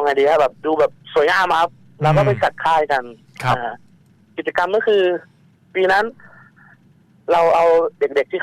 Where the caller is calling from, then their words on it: Lopburi, Thailand; ตอนนี้กลับมาลพบุรีครับ